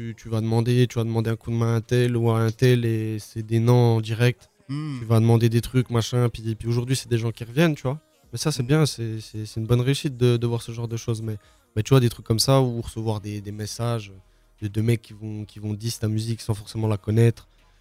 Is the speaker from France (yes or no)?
yes; Besançon, Bourgogne-Franche-Comté, France; born there; now in Vesoul, France; Je suis né à Besançon, puis je suis à Vesoul.